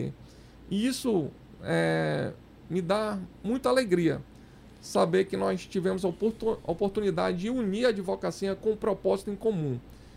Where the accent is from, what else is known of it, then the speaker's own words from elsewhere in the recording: Brazil; Primeiro, eu sou brasileiro, né?